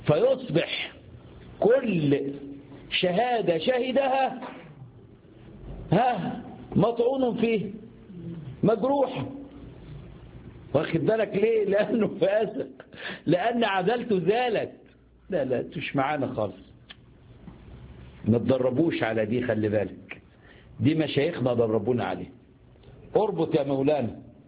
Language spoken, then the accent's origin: Arabic; Egypt; عندنا في مصر يقول لك الصحة فل وبيأكل سمنة بلدي